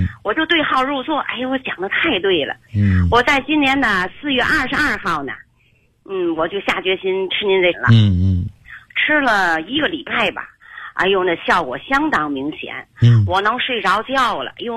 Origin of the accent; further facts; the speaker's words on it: Tianjin, China; 我是天津人，住虹桥区。今年60岁了。